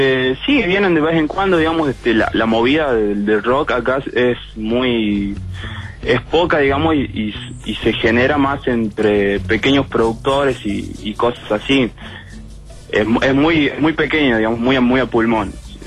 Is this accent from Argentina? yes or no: yes; Frías, Santiago del Estero, Argentina; No, yo soy de Frías.